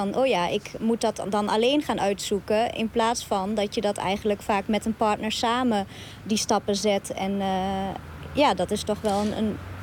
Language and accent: Dutch; Netherlands; En ik denk dat we als Nederlanders zelf daar ook een rol in spelen door hem niet neer te zetten als die alleenstaande premier.